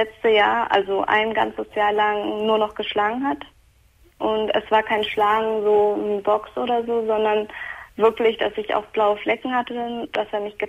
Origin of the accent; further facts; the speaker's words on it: Turkey; Ich bin Türkin